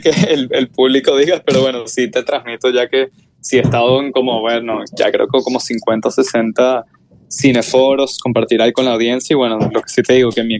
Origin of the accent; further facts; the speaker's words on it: Venezuela; Yo creo que para el venezolano es porque tenemos, creo que, una necesidad profunda de tratar de sanar la herida colectiva que tenemos